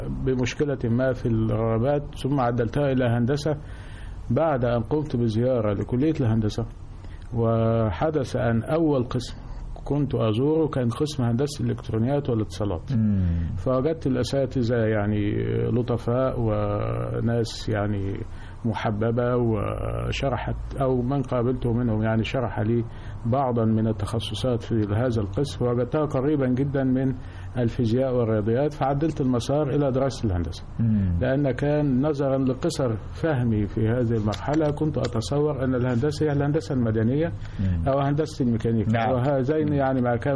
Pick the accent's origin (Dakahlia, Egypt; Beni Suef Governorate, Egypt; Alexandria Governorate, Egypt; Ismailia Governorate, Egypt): Dakahlia, Egypt; Sherbin; كنت أدرس في المدارس الأميرية بمدينتي التي أعتز بها كثيرا، مدينة شربين